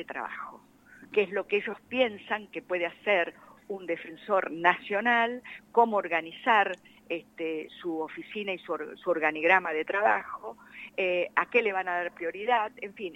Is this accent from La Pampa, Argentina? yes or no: yes; La Pampa, Argentina; en la provincia de La Pampa, que es la que yo represento uh-huh. y de donde vengo